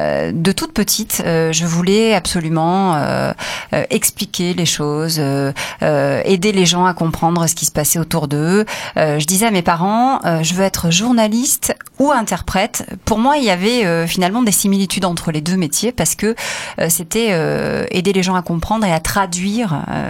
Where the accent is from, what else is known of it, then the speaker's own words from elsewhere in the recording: Provence-Alpes-Côte d'Azur, France; Il y en avait sûrement à côté de chez moi dans le Var.